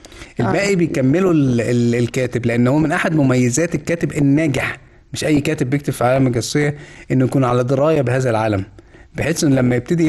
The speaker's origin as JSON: {"language": "Arabic", "town": "Tanta", "region": "Gharbia", "country": "Egypt", "tie": "born or raised there", "said": "انا طنطاوي لغايه ما اتخرجت من الكليه، انا متخرج من طب طنطا."}